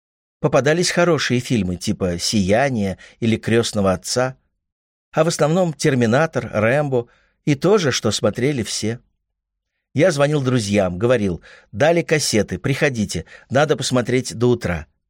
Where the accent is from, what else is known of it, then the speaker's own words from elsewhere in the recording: Moscow, Russia; Москва была домашняя и хлебосольная.